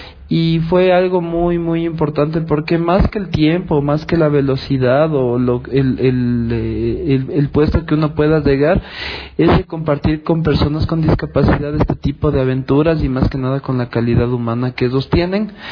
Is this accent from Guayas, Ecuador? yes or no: no; Quito, Pichincha, Ecuador; tengo 34 años, soy de Quito y soy para triatleta o triatleta con discapacidad física.